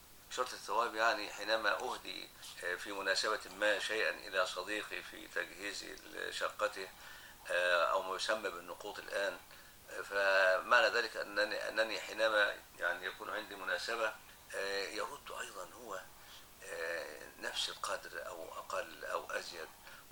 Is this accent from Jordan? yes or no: no; Egypt; العرف الآن عندنا في مصر في الموجود